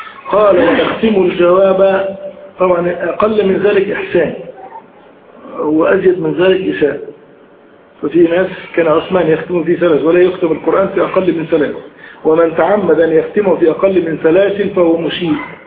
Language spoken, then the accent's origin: Arabic; Egypt; عندنا في مصر الأمر ده الحمد لله يكاد يكون نادرا